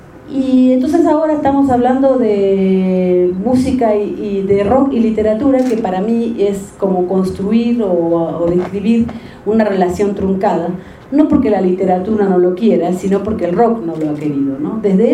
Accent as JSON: {"language": "Spanish", "country": "Argentina", "said": "que chingones somos los argentinos"}